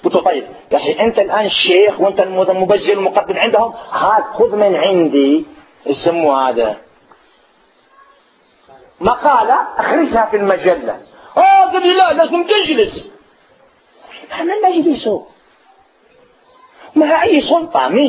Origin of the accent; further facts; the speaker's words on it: Algeria; عندنا في الجزائر